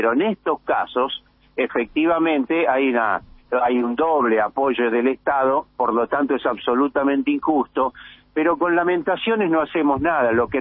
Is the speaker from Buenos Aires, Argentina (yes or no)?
yes; Buenos Aires, Argentina; Yo lo que insisto ahí, que nosotros somos porteños, pero nosotros somos parte de una nación